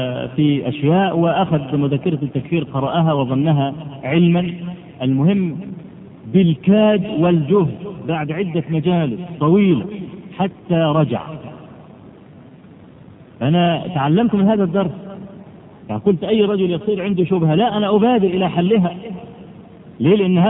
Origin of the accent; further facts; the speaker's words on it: Egypt; عندنا في مصر الضغط من العوام كبير جدا وكثير